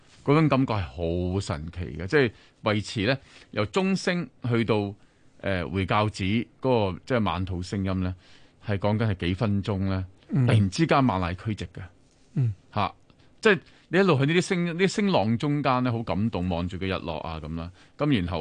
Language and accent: Cantonese; China; 我哋中國人咧又帶金珠啊、帶佢啦